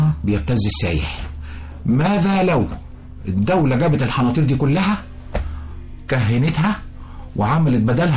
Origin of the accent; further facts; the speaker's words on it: Egypt; كل نقطه عندنا في مصر تجيب لنا ذهب.